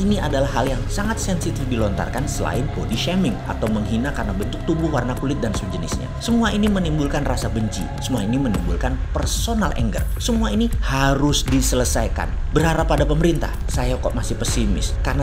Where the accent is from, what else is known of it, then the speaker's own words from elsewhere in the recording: East Java, Indonesia; Saya dari Jawa Timur, yang sering ancuk-ancuk dan giamput-giamput.